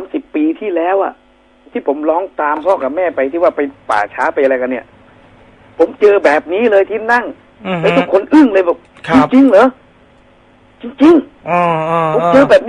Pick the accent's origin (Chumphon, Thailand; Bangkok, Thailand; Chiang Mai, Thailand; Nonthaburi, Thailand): Bangkok, Thailand; also born or lived in Khon Kaen; จริงผมเป็นคนกรุงเทพแต่ว่าพ่อแม่เห็นแววเรียนดีเลยส่งไปเรียนต่อที่ขอนแก่นครับ